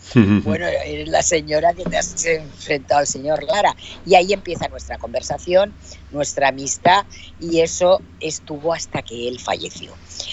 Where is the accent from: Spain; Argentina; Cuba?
Spain; Alicante, Valencian Community; un momento en el año 2000 que me vuelvo a Alicante, a mi tierra, porque mi madre está muy mayor